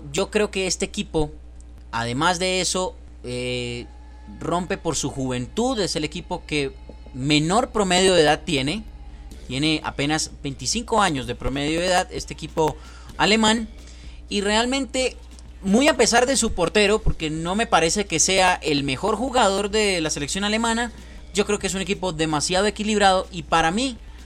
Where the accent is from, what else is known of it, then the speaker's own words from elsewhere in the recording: Colombia; soy colombiano, ¿no?